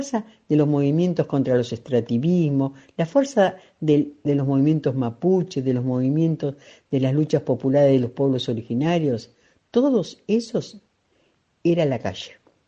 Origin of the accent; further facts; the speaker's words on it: Buenos Aires, Argentina; soy de la Argentina, soy de la zona de La Plata, Berisso y Ensenada.